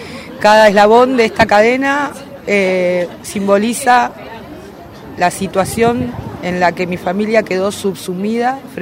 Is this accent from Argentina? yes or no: yes; Argentina; que se me reconozca como madre argentina, madre de 5 hijos que fueron instruidos y formados en el pueblo, como familia humilde y trabajadora